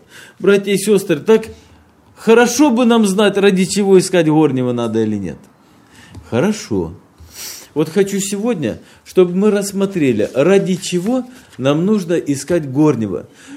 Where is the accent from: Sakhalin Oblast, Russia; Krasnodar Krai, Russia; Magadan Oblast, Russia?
Krasnodar Krai, Russia; Apsheronsk; мы приехали к вам из Краснодарского края, это Кавказ, город Апшеронск. Это юг России, где уже очень давно тепло, отцвели сады, и не просто тепло, уже жарко.